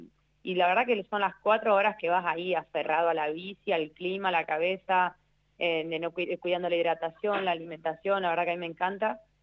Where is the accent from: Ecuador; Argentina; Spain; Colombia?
Argentina; Viste como somos los argentinos, nos rebuscamos de siempre de alguna manera.